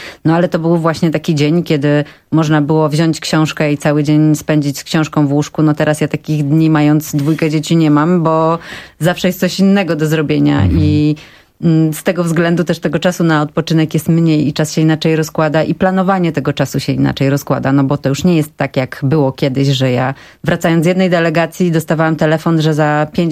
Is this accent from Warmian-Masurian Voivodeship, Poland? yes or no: yes; Elbląg, Warmian-Masurian Voivodeship, Poland; born there; Rodzina mojej mamy mieszka w Elblągu i ja się urodziłam w Elblągu i pierwsze 2 lata życia spędziłam w Elblągu.